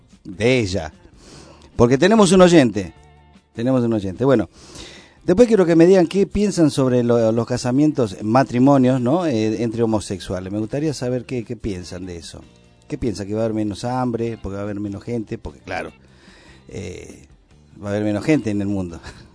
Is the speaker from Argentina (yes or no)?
yes; Argentina; Somos grandes los argentinos.